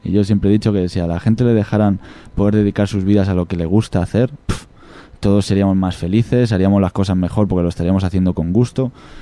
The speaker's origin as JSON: {"language": "Spanish", "region": "Extremadura", "country": "Spain", "tie": "born or raised there", "said": "Yo en Extremadura, en mi pueblo, hay vacas, hay toros, y esos toros no embisten."}